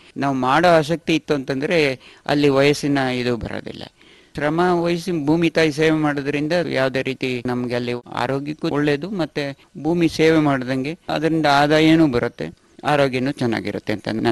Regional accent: Aigur, Karnataka, India; also born or lived in Bangalore; ನಾವು ಇಲ್ಲೇ ಹುಟ್ಟಿ ಬೆಳೆದಿದ್ದು ಸಕಲೇಶ್ಪುರ ತಾಲೂಕು ಈ ಐಗೂರು ಗ್ರಾಮದ ಹಳ್ಳಿಗದ್ದಿನಲ್ಲಿ. ಬಾಲ್ಯ ದಿನಗಳಲ್ಲಿ ಆವಾಗ ಬಹಳ ಕಷ್ಟ ದಿನಗಳಿದ್ದವು. ಹಾಗಾಗಿ ಬೆಂಗಳೂರು ಸಿಟಿ ಹೋಗ್ಬೇಕಾದ ವ್ಯವಸ್ಥೆ ಬಂತು.

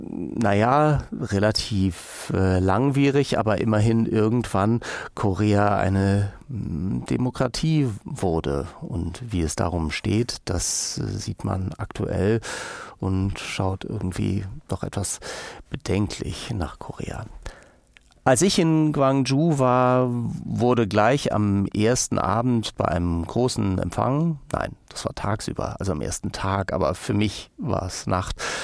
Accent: Hamburg, Germany; waren sie 2 oder 3 Wochen später in meiner Heimatstadt Hamburg zu Gast und spielten ein Konzert

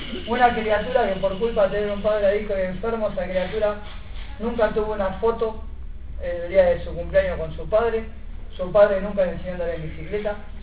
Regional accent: La Reja, Buenos Aires Province, Argentina; Yo vengo de acá de La Reja, del partido de Moreno.

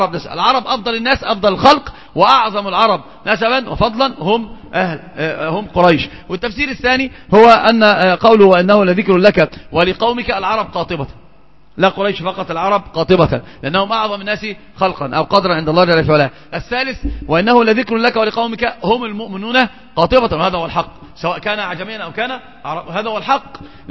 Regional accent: Egypt; نحن عندنا في مصر في مثل مشهور جدا

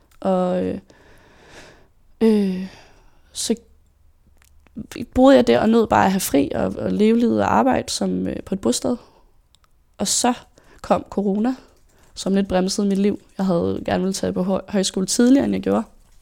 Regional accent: Søborg, Capital Region of Denmark, Denmark; Jeg er født og opvokset i Søborg

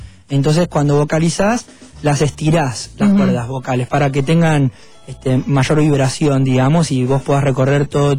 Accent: Bahía Blanca, Buenos Aires Province, Argentina; yo soy de Bahía Blanca, así que pasé mucho tiempo de mi infancia yendo y viniendo por ahí, por esa zona.

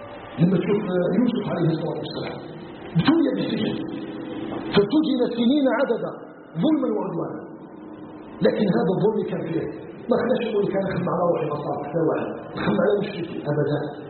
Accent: Algeria; أن يجعل بلدنا الجزائر بلدا آمنا آمنا آمنا مطمئنا وسائر بلاد المسلمين.

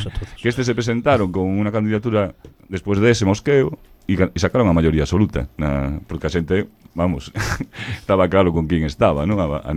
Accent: A Coruña, Galicia, Spain; Eu, cando marchei de Coruña, pois a cousa quedaba así máis ou menos, tal, pero cando fun á Universidade de Vigo desde Coruña, xa me atopei outro percal totalmente diferente, e aquí en Compostela

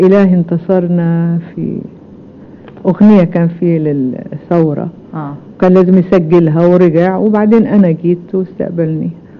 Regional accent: Jordan; also born or lived in Damascus, Syria; أنا نشأت والدي سوري في دمشق، تولدت في دمشق، كان عمري 7 سنين لما رحنا الأردن.

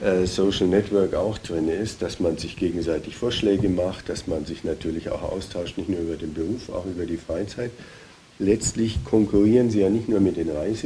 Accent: Bavaria, Germany; Also selbst als Bayer, ich komme aus Bayer

